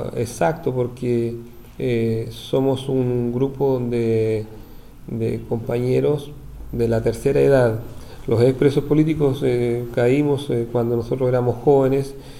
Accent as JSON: {"language": "Spanish", "town": "Purén", "region": "Araucanía", "country": "Chile", "tie": "born there", "lives_now": "Valdivia, Chile", "said": "yo soy un poco lejano de aquí de Valdivia. Yo nací en un pueblito que está inserto al pie de la cordillera de Nahuelbuta. Su nombre es Purén. Mi madre, Teresa, mi padre, Fernando."}